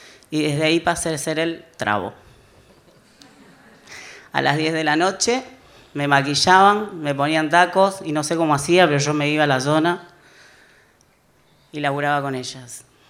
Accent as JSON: {"language": "Spanish", "town": "Rosario", "region": "Santa Fe", "country": "Argentina", "tie": "born there", "also_born_or_lived": "Brazil", "said": "Yo nací en Rosario, una familia de guita. Mi viejo vende todo y nos vamos a vivir a Brasil."}